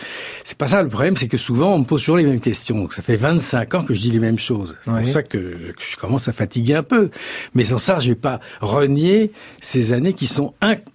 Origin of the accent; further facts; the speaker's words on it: Paris, Île-de-France, France; ils m'ont quand même accepté, les Aveyronnais, ce qui n'est pas évident quand on est parisien et qu'on a fait l'erreur de montrer sa tronche dans le poste.